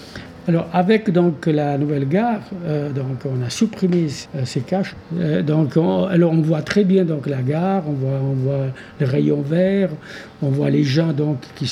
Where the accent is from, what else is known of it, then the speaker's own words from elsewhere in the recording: Italy; Et en tant qu'Italien, je n'arrive pas à le concevoir.